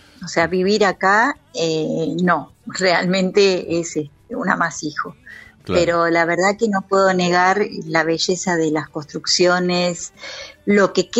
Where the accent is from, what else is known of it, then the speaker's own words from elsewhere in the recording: Buenos Aires, Argentina; born there; Acá en Buenos Aires.